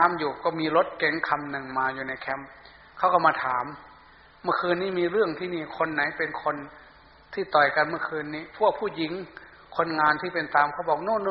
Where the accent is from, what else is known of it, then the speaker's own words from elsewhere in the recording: Sakon Nakhon, Thailand; ผมอยู่สกลนครครับ